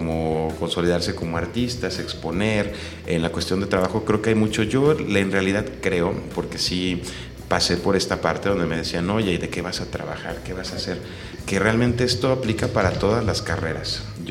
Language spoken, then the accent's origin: Spanish; Cuernavaca, Morelos, Mexico; Sí, yo nací en Cuernavaca, pero realmente vivo aquí desde los 7 años.